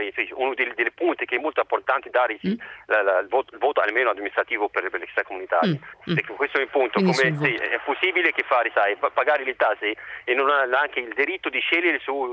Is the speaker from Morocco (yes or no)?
yes; Morocco; now in Italy; Sì, sono del Marocco.